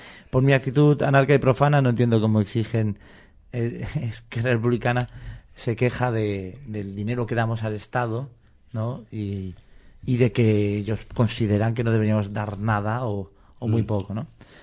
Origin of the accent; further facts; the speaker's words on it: Catalonia, Spain; yo, como soy un catalán que no vive en Cataluña, no pude votar